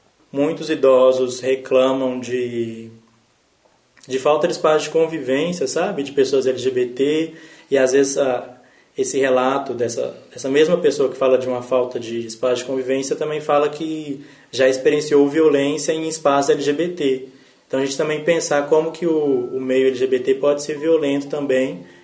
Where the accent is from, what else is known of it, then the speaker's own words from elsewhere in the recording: Belo Horizonte, Minas Gerais, Brazil; tenho 22 anos. Eu nasci aqui no Barreiro, né? Na verdade, nasci aqui no Júlio Kubitschek, no sábado, no dia 2 de outubro.